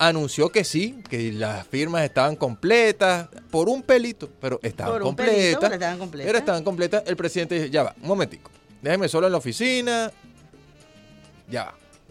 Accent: Venezuela; nosotros como población venezolana

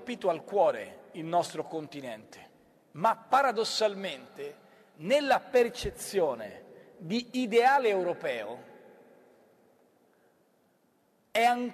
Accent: Florence, Tuscany, Italy; born there; io sono nato a Firenze, ma sono considerato del contado, avendo orgogliose radici rignanesi.

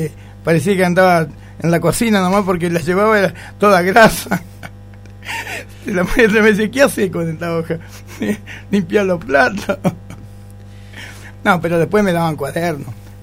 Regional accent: Gualeguay, Entre Ríos, Argentina; born there; Nací en Gualeguay, sí.

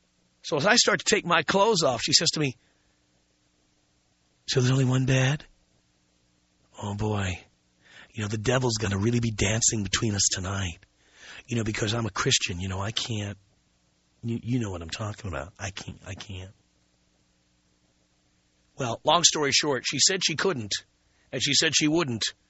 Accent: New York City, New York, United States; We're 150 miles from Manhattan. I grew up in New York City.

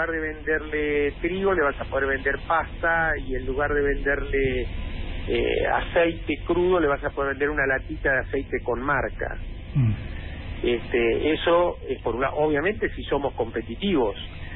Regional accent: Argentina; nosotros como argentinos queremos tener un grado de desarrollo económico como el que tiene Europa

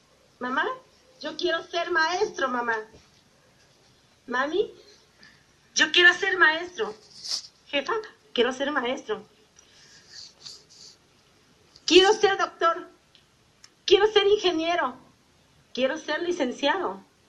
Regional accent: Tixtla, Guerrero, Mexico; Yo soy originaria de Tizca de Guerrero.

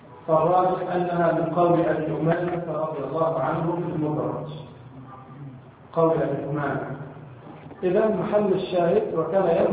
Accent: Egypt; مثلا عندنا في مصر نقلب احيانا الضاد الى الراء

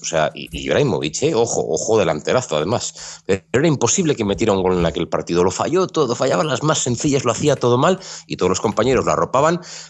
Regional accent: Zaragoza, Aragon, Spain; Pues, yo, como soy de Zaragoza, me acuerdo porque yo vi un partido

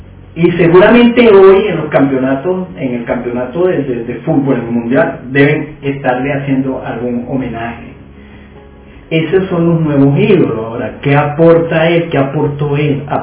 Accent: Caracas, Capital District, Venezuela; born there; Yo soy caraquista de corazón. Porque yo nací aquí en Caracas, todo el mundo lo sabe, ¿no?

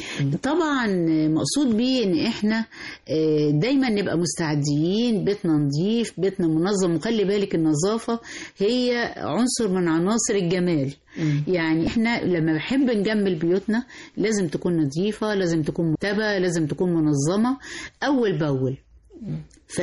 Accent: Egypt; كل دي حاجات تصدقيني بتبقى في وجداننا احنا كمصريين وكامرأة مصرية.

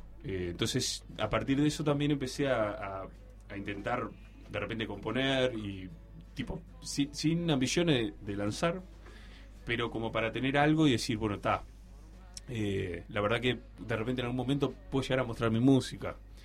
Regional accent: Uruguay; soy de Uruguay, estoy tocando acá.

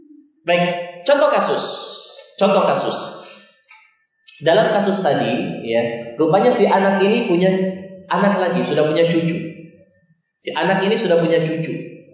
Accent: Aceh, Indonesia; Kebiasaan kita orang Aceh kalau suami sudah nikah ya ikut istrinya di mana dia tinggal.

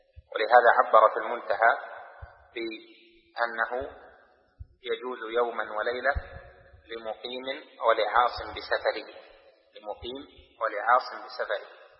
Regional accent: Riyadh, Riyadh Province, Saudi Arabia; يعني مثلا أنا من أهل الرياض، هذه وطني

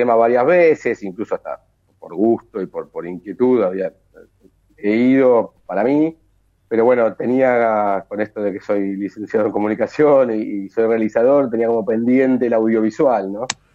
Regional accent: Ramos Mejía, Buenos Aires Province, Argentina; now in Buenos Aires, Argentina; Yo soy oriundo de Ramos Mejía, si bien ahora vivo en Capital, en Ciudad de Buenos Aires, soy de Ramos y bueno, tengo un poco el corazoncito ahí.

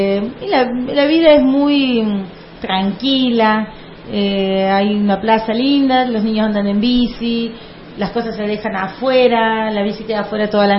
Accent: Córdoba, Argentina; soy cordobesa y aprovecho y vengo

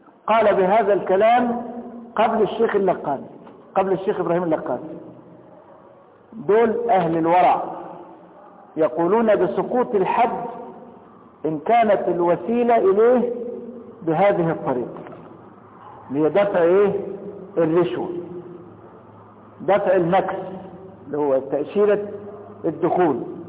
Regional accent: Egypt; طب لكن أنا دلوقتي مصري وهخش مكة

